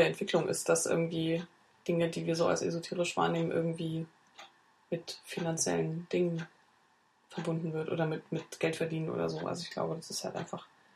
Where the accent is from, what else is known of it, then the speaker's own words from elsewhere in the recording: East Germany, Germany; ich bin ja im Osten groß geworden, also zumindest in Teilen, da war das noch ein bisschen anders